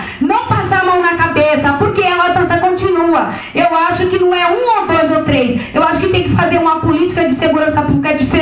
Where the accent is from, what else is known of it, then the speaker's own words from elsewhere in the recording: São Paulo, Brazil; nós viemos da Baixada Santista, não viemos para São Paulo fazer turismo.